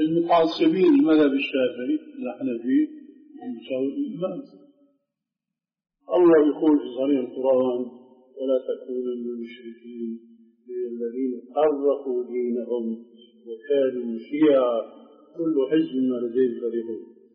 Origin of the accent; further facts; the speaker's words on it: Damascus, Damascus Governorate, Syria; عندنا في دمشق في أربعة محاريب